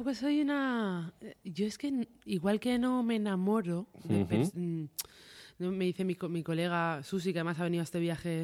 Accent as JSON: {"language": "Spanish", "town": "Barcelona", "region": "Catalonia", "country": "Spain", "said": "Y yo soy de Barcelona."}